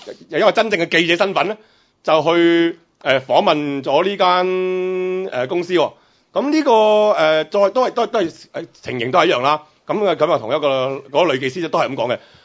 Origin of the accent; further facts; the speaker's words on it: China; 以我哋中国人嚟讲，最叻系咩啊？